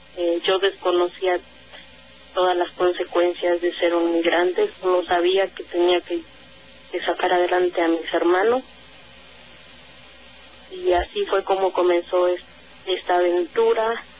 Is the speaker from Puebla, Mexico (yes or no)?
yes; Puebla, Mexico; quise regresar a hacer vida a Puebla, de donde soy originaria.